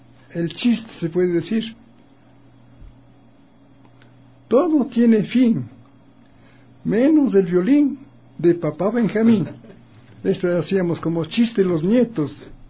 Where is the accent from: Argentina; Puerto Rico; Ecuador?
Ecuador; basado en que somos ecuatorianos.